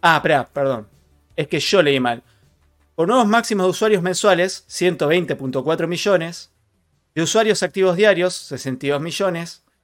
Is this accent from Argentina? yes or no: yes; Argentina; hoy en Neuquén es insoportable. Y así todo estoy tomando mate. ¿Por qué? Porque soy argentino. Digo, porque soy argentino y no me pienso ir del país.